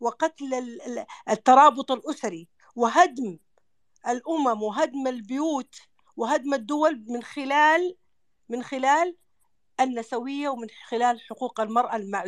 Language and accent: Arabic; Saudi Arabia; وإحنا كمجتمعات خليجية وسعودية قبائل